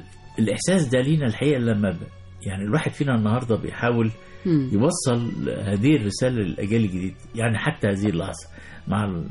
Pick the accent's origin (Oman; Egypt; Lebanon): Egypt; طب احنا مصريين بقى